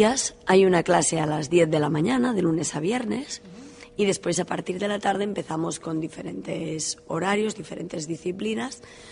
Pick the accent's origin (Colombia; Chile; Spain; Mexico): Spain; Girona, Catalonia; De Girona.